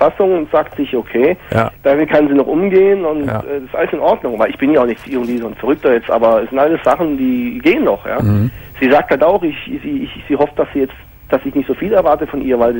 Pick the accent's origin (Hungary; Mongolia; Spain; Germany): Hungary; Also ich komme aus Ungarn.